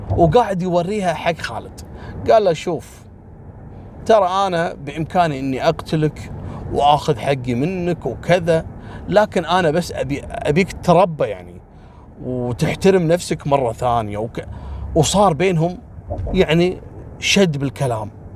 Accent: Kuwait; في منطقة عندنا في الكويت نسميها كبد، كبد نسميها احنا

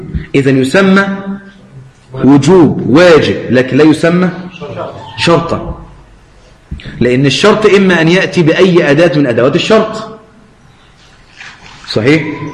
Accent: Egypt; عشان تضيف عندنا في مصر العزيزة

